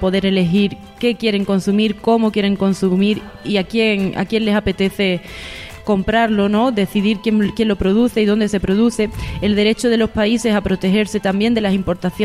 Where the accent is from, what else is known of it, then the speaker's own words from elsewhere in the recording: Andalusia, Spain; Soy mujer andaluza, rural, y a ello me debo también, ¿no?